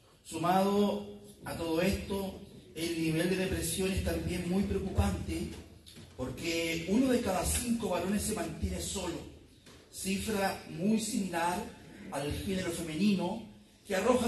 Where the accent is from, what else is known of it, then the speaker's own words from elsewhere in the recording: Chile; Nuestra lupa analítica hoy revisará el comportamiento de nuestra sociedad como chilenos.